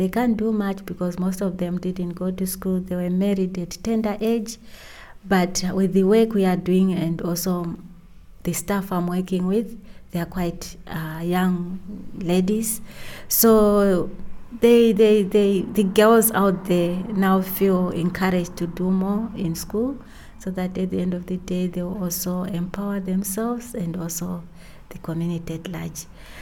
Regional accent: Zimbabwe; I'm from Zimbabwe. I have been here for a couple of days, and I'll be going back next week. It has been lovely being here in Germany

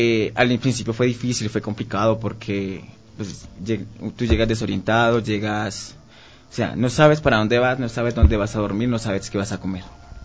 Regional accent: Colombia; now in Quito, Ecuador; nosotros ya somos personas de la comunidad LGBT, somos colombianos, yo tengo mi esposo, tuvimos que salir de Colombia por persecución, porque recibimos amenazas de un grupo armado.

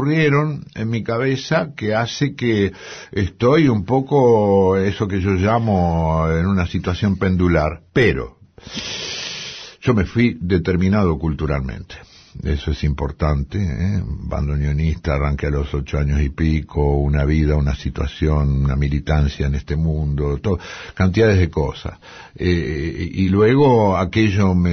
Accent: Argentina; Por ahí un día me siento más francés que argentino

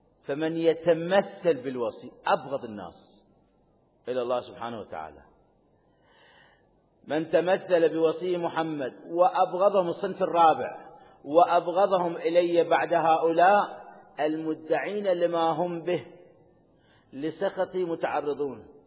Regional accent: Iraq; عشان عندنا بالعراق والدي الله يرحمه أمواتكم فالمنطقة كانت عشائرية

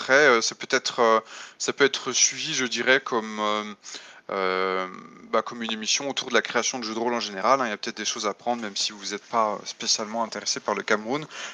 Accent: France; moi je suis français et je suis auteur de jeux de rôle

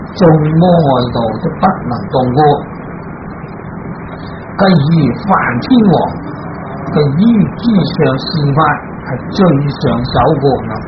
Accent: China; 就好似我哋中国人啦，咁啊过呢个中国年

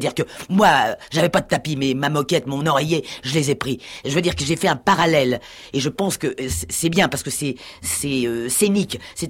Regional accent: Paris, Île-de-France, France; born there; also born or lived in Normandy; je suis né à Paris, bon, je suis venu en Normandie, bon, parce que maman y était

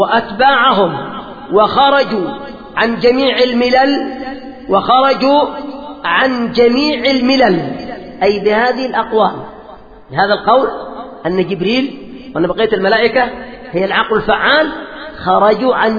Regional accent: Yemen; عندنا في اليمن

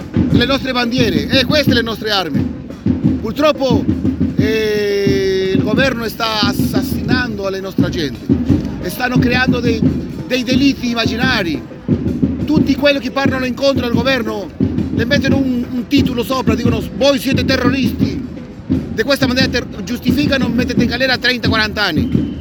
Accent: Lima, Peru; sono di Lima, Perù.

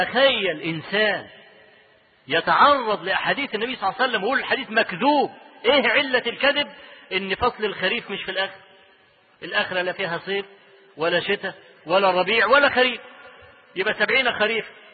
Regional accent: Egypt; أنا أذكر لكم حكاية حصلت عندنا في مصر

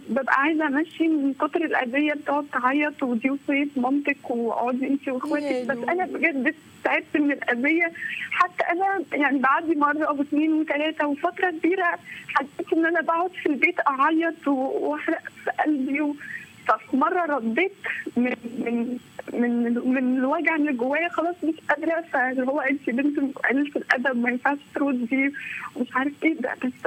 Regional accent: Tanta, Gharbia, Egypt; أنا بحب حضرتك جدا والله، أنا حتى من طنطا بقى

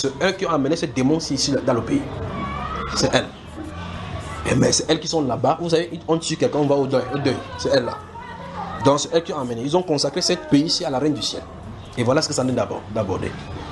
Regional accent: Cameroon; S'ils ne peuvent pas nous contacter parce qu'on est des Camerounais

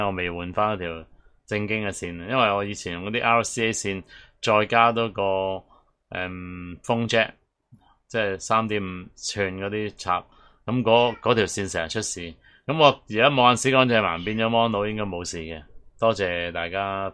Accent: Hong Kong; 即系你唔知我哋香港人点顶。

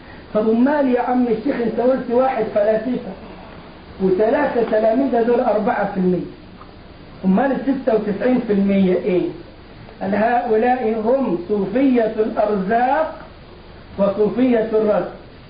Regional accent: Egypt; الجماعة اللي بيعملوا الموالد عندنا في مصر للاولياء حاسبين التواريخ مضبوطة

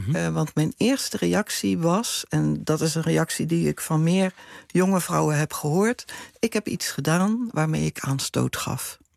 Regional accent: Rotterdam, South Holland, Netherlands; Ik kom uit Rotterdam.

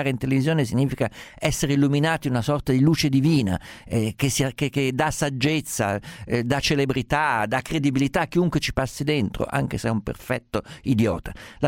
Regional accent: Umbria, Italy; Essendo umbro, fa parte della nostra cultura nazionale.

